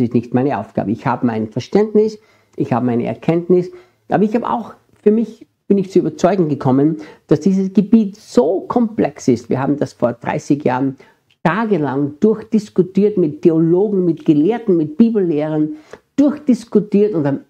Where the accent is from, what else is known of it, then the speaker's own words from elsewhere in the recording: Austria; Ich bin ja Österreicher und manchmal merke ich, dass wir in Österreich oft ein bisschen andere Worte verwenden als in Deutschland oder in der Schweiz.